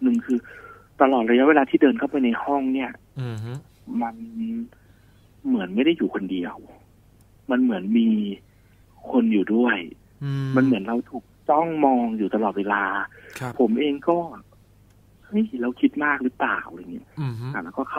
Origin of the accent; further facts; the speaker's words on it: Khon Kaen, Thailand; ้อยู่จังหวัดขอนแก่นครับ